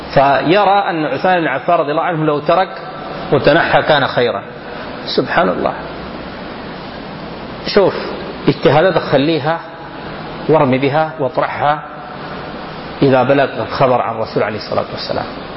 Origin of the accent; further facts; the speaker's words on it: Sudan; كلامنا عندنا في السودان هنا.